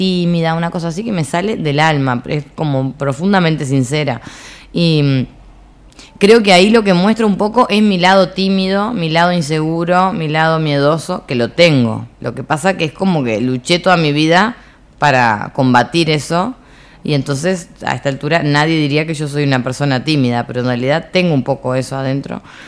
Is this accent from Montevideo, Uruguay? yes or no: yes; Montevideo, Uruguay; born there; yo nací en Montevideo, adoro esta ciudad